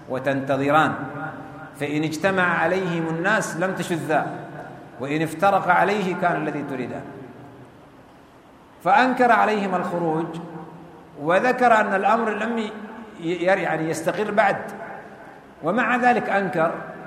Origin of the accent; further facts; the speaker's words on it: Sudan; في بلدنا السودان